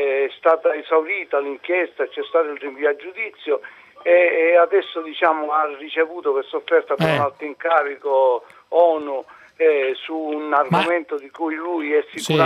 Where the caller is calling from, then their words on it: Milan, Lombardy, Italy; devo correggerla, non sono da Palermo ma da Milano.